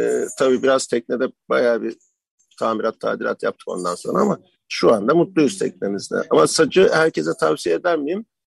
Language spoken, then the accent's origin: Turkish; Uşak, Turkey; Valla ben Uşaklıyım aslında.